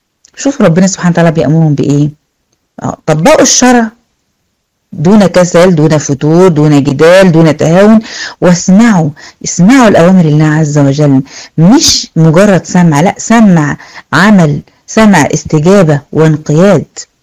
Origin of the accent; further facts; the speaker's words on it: Egypt; حتى عندنا في مصر شغالين شغل جامد